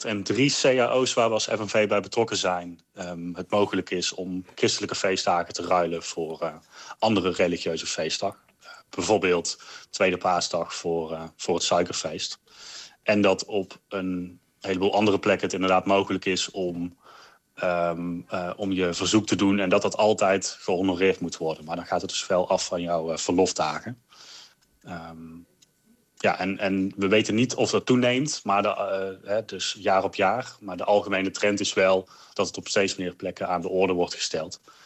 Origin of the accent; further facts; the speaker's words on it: North Brabant, Netherlands; En als Brabander, voor mij belangrijk, carnaval vrij